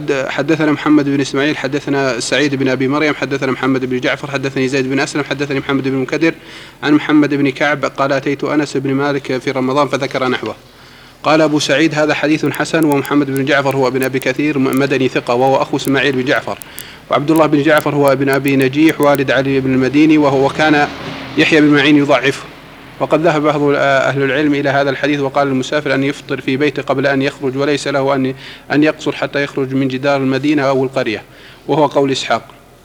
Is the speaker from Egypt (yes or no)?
yes; Egypt; نحن مقيمين هنا وأهالينا مثلا في نعرف بعض الناس الضعاف عندنا في مصر